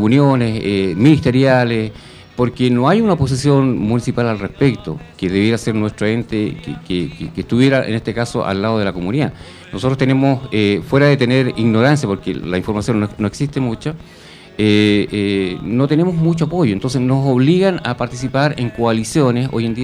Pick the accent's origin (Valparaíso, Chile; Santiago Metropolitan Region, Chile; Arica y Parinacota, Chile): Santiago Metropolitan Region, Chile; Puente Alto; Pero en el fondo somos de Puente Alto.